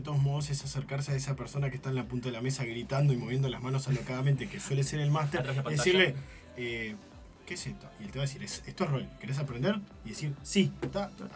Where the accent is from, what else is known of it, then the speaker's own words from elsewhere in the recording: Tacuarembó, Uruguay; Yo vengo de un pueblo perdido en el universo que es Uruguay. Yo vengo de Tacuarembó, en el cual tenía que subirme a un bondi y meter unos 100 kilómetros para ir a Rivera.